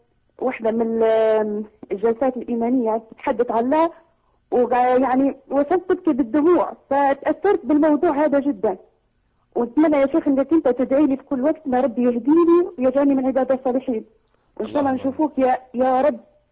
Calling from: Italy; من إيطاليا، من فضلك ممكن تحدث مع الشيخ

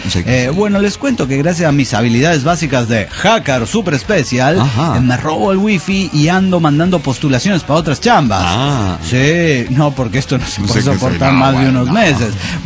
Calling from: Chetumal, Quintana Roo, Mexico; Soy la arqueóloga de Chetumal, Quintana Roo.

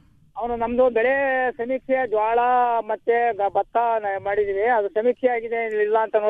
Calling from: Madapura, Karnataka, India; ಬೈಲಳ್ಳಿ ಪಕ್ಕ ಇಲ್ಲಿ ಮಾದಾಪುರ.

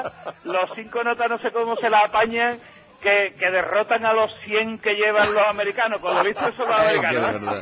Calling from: Seville, Andalusia, Spain; De Sevilla.

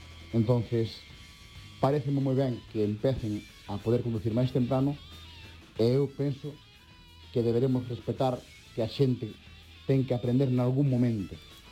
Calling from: Pontevedra, Galicia, Spain; de Pontevedra

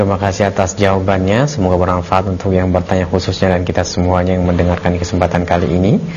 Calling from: Kalimantan, Indonesia; Karena banyak warga Kalimantan khususnya di daerah saya yang masih memakai pengobatan demikian.

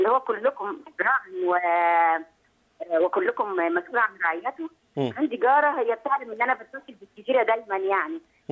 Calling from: Egypt

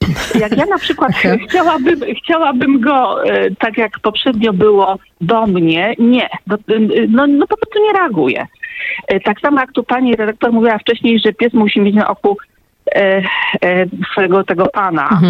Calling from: Rzeszów, Subcarpathian Voivodeship, Poland; Ja jestem z Rzeszowa i dzwonię w trochę innej sprawie.

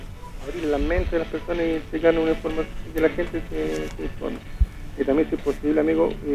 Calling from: Concepción, Biobío, Chile; No, yo vivo en Tomé, pero yo trabajo aquí en la ciudad de Conce.

